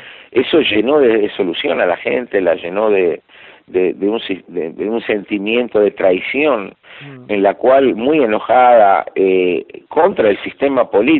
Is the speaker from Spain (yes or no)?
no; Argentina; yo sigo siendo optimista y también como soy argentino y latinoamericano